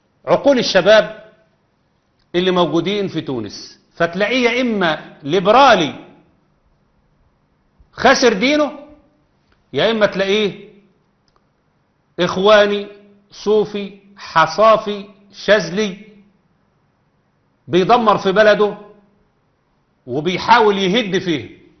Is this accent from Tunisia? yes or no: no; Egypt; عندنا في مصر